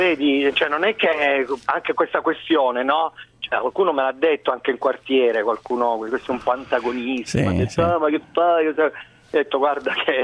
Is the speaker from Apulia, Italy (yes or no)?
yes; Apulia, Italy; Senta, persino io che sono pugliese